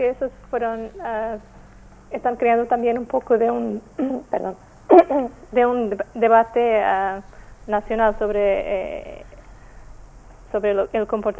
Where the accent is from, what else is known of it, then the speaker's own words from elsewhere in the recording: Portugal; Spanish is a second language; Yo soy portuguesa.